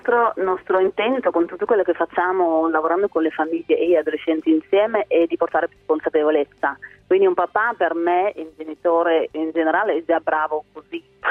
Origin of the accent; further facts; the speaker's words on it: Netherlands; essendo io olandese